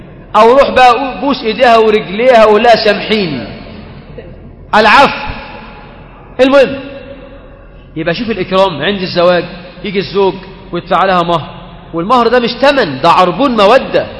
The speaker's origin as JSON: {"language": "Arabic", "country": "Egypt", "said": "وفي بعض البلاد عندنا في مصر بتطلب الشبكه بالجرام."}